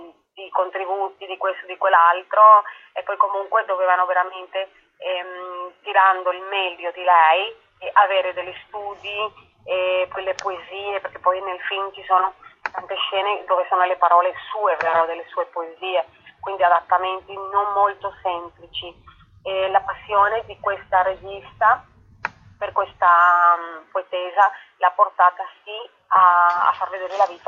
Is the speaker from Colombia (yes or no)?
yes; Colombia; Italian is a second language; Dico noi donne latinoamericane perché io sono colombiana